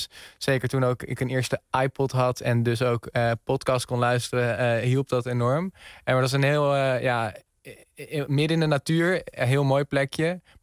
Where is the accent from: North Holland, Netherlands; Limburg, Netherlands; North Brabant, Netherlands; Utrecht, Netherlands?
Utrecht, Netherlands; Eemnes; Maar dan een heel gek plekje van Eemnes. Eemnes kennen mensen.